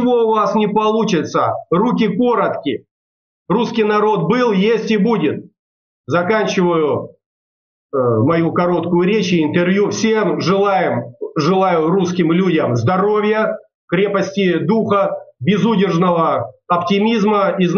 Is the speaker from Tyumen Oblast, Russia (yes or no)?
no; Tulun, Irkutsk Oblast, Russia; на моей малой родине, в городе Герои Тулуни Иркутской области, по улице Лыткина, 66